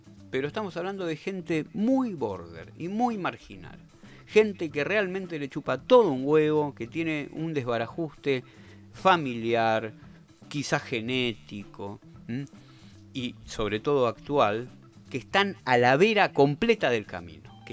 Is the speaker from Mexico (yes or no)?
no; Argentina; todos los seres humanos que somos argentinos y que estamos dentro de los límites de nuestro país.